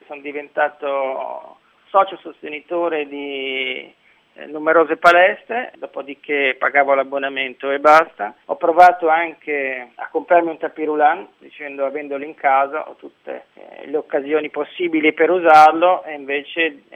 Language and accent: Italian; Genoa, Liguria, Italy; Il piatto preferito da buon genovese sono i gnocchi al pesto